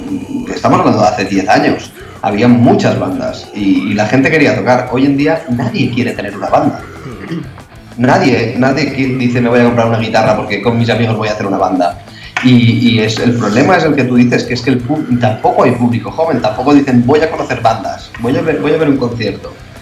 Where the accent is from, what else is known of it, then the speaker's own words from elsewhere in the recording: Valencian Community, Spain; nosotros somos de pueblos que estamos juntos, no somos todos del mismo pueblo, somos algunos del Bueno, de Onil y otros de Castalla.